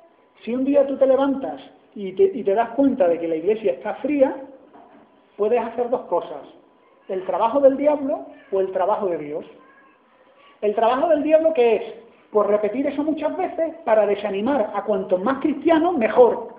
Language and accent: Spanish; Andalusia, Spain; porque soy andaluz y siempre he sido guasa